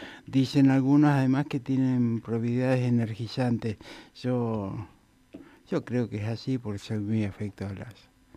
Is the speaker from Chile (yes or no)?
no; Bernasconi, La Pampa, Argentina; como yo pasé parte de mi adolescencia en Bernasconi